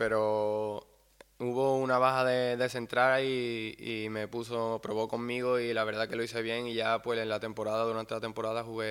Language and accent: Spanish; Seville, Andalusia, Spain; Yo vengo de Sevilla y hace bastante calor y la verdad que aquí es un clima bastante parecido